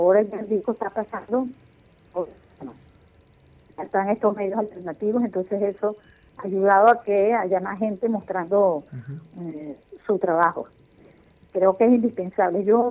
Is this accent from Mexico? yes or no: no; Venezuela; los venezolanos somos venezolanos todos